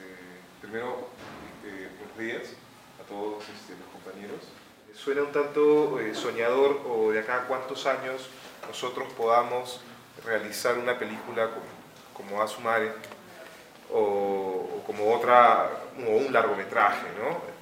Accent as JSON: {"language": "Spanish", "region": "Lima", "country": "Peru", "said": "yo vengo desde Huaraz, o sea, soy de Lima pero trabajo allá"}